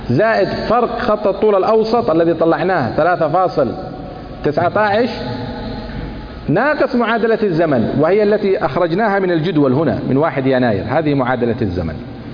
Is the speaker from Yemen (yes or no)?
yes; Sana'a, Sana'a Governorate, Yemen; لأني أنا من صنعاء أصلا